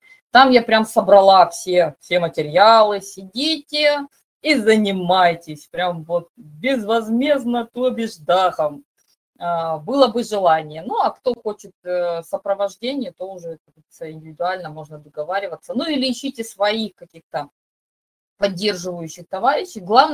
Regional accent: Crimea, Ukraine; born there; при том, что я родилась в Крыму, мне ставили рахит.

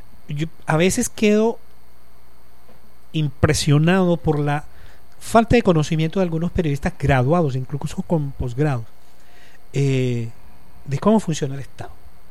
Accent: Cartagena, Bolívar, Colombia; also born or lived in Montes de María / Bogotá; yo soy costeño, yo nací en los Montes de María. Me crié en Cartagena.

